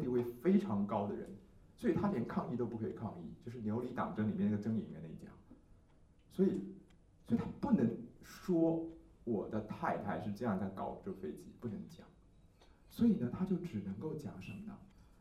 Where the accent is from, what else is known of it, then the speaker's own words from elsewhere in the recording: Taiwan; 可是因为我们台湾是相思树的产地，所以我们台湾人知道说相思树是很毒的